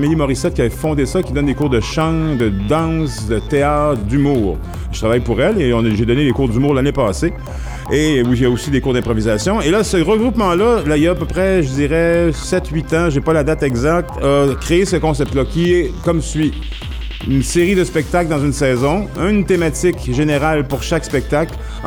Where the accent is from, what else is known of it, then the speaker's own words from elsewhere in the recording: Trois-Rivières, Quebec, Canada; also born or lived in Montreal; à l'origine, moi, j'étais à Montréal. Moi, je viens de Trois-Rivières. J'ai été à Montréal longtemps.